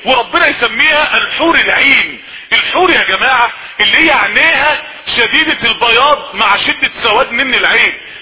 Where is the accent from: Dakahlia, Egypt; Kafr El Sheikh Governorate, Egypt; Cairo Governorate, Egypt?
Dakahlia, Egypt; Mansoura; ما يعرفوش ان انا من المنصوره بس ولا حاجه